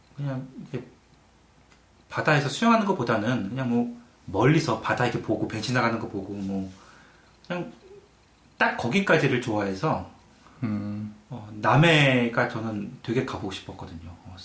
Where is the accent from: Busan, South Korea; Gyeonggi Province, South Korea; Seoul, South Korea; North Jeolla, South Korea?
Seoul, South Korea; now in London, Canada; 고향 얘기할 때 저 같은 경우는 이제 서울 출신이다 보니까